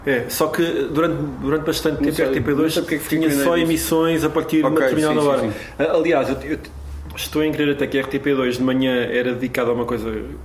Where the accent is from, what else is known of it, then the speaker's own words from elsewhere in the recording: Tondela, Viseu, Portugal; Eu sou de Tondela, que é uma cidade do interior.